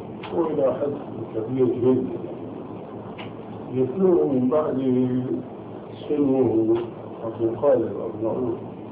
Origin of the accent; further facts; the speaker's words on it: Syria; now in Amman, Jordan; عندنا في عمان وهو أولا ألباني وسوري مثلي